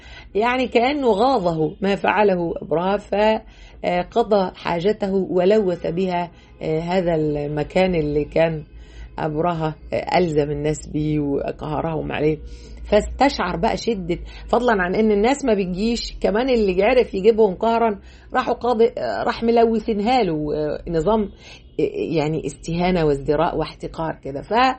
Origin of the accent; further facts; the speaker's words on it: Egypt; مفروض احنا بقى كمصريين نهتم بهذا البعد بتاعنا